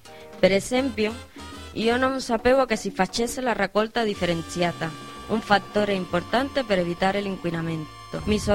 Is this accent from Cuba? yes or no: yes; Havana, Cuba; now in Spain; Sono proprio della Habana, che è la capitale di Cuba, dove ci sono circa 2 milioni di abitanti e dove si trova il maggior flusso turistico di tutta l'isola.